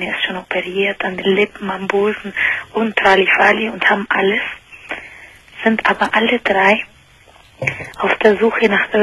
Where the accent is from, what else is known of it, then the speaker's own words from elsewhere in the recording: Argentina; German is a second language; Ja, ich bin eigentlich aus Argentinien.